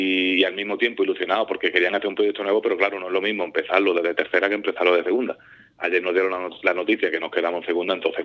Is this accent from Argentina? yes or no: no; Puerto Serrano, Andalusia, Spain; Y estuve ayudando primero aquí en mi pueblo, en Puerto Serrano, con el equipo juvenil.